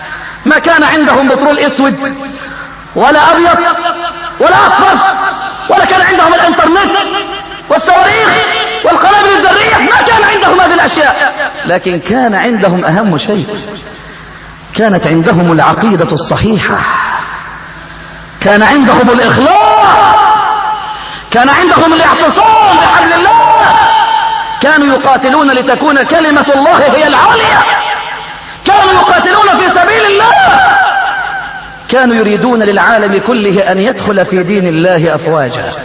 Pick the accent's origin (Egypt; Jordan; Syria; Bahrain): Egypt; عندنا في مصر